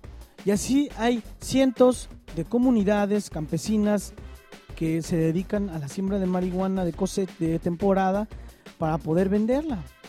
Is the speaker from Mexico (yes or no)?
yes; State of Mexico, Mexico; Quienes crecimos en el Estado de México sabemos perfectamente qué significa el Grupo Tlacomulco